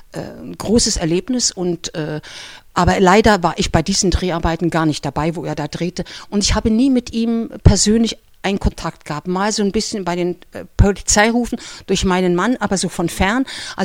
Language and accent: German; Berlin, Germany; weil ich bin auch ein Berliner Typ. Ich komme aus dem Hinterhaus.